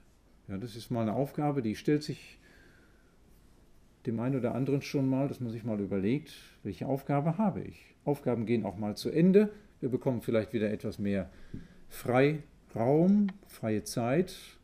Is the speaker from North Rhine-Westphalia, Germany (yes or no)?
yes; Vollmarstein, North Rhine-Westphalia, Germany; Und ich komme aus Vollmerstein